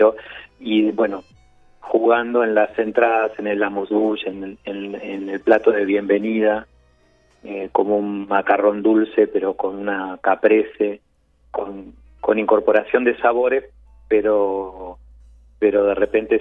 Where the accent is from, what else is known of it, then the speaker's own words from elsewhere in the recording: Buenos Aires, Argentina; moved away; No, soy argentino, de Buenos Aires, pero bueno, hace más de 25 años que estoy rodando, digamos, de lugar en lugar.